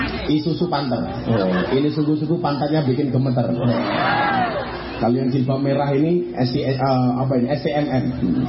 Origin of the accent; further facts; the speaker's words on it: Blitar, East Java, Indonesia; Saya dari Blitar, saya terbang ke Jakarta, pulang Surabaya.